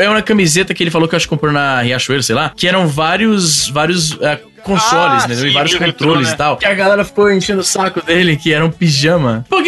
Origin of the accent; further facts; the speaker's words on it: Fortaleza, Ceará, Brazil; now in Canada; Eu sou de Fortaleza, pô. Eu já vi criança dormindo no chão.